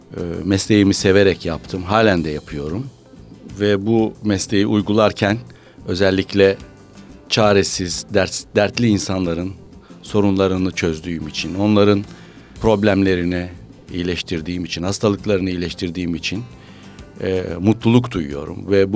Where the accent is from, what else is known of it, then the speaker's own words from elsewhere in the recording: Bitlis, Bitlis Province, Turkey; born there; 1949 yılında Bitlis'te doğdum.